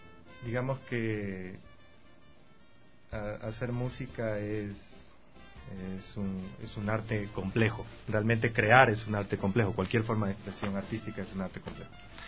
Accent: Esmeraldas, Ecuador; mi papá es de Esmeraldas. Y ustedes saben, pues aquí la sociedad patriarcal pues nos regresaron a Esmeraldas, y en Esmeraldas yo me crié. Esmeraldas es mi tierra

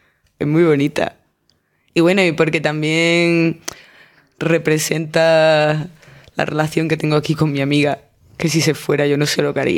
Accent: Seville, Andalusia, Spain; yo soy de Sevilla

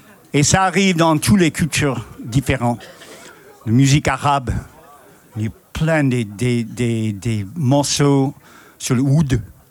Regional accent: United States; Je suis américain et je connais bien le blues.

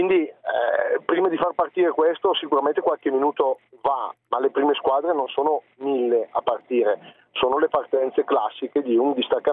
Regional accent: Lombardy, Italy; un comune della provincia, non sono proprio di Bergamo città.

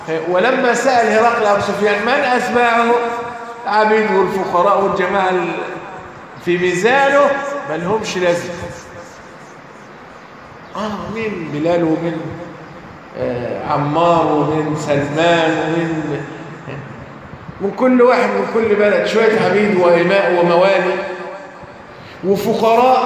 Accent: Egypt; يعني عندنا في مصر يكون اثار ليه؟ فرعونية

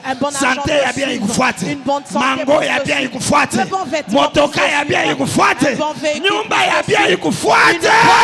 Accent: Katanga, DR Congo; born there; Je suis né au Katanga.

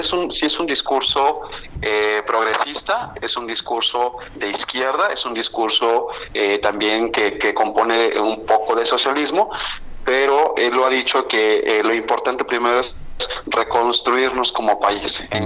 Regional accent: Mexico; qué es lo que queremos como ciudadanos mexicanos

